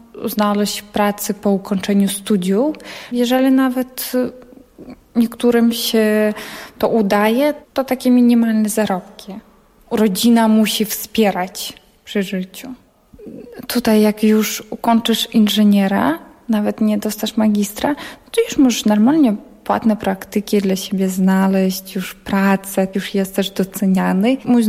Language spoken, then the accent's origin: Polish; Ukraine; Polish is a second language; now in Poland; Ja mówię, okej, jestem z Ukrainy.